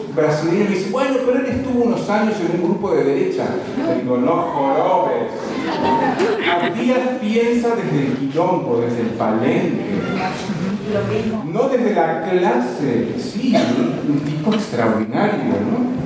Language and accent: Spanish; Uruguay; porque yo soy uruguayo